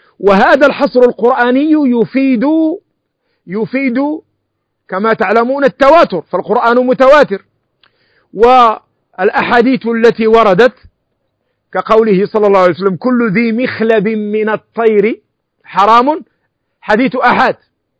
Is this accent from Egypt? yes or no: no; Morocco; ونحن المالكية نأكل الحلزون عندنا في المغرب